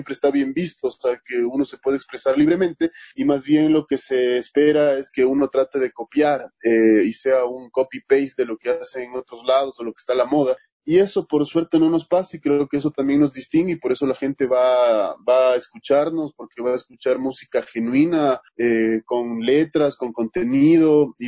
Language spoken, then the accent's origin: Spanish; Quito, Pichincha, Ecuador; como quiteños, en mi caso, que tengo además un legado lojano bastante fuerte por mi familia